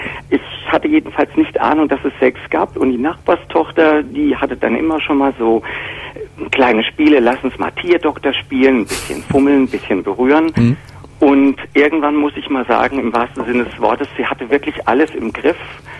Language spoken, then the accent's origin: German; Frankfurt, Hesse, Germany; also born or lived in Cologne; Nee, aber ich bin meistens in Frankfurt groß geworden.